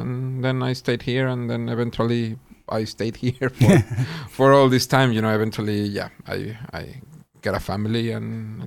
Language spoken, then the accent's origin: English; Mexico City, Mexico; now in Sweden; I was born and raised in Mexico City.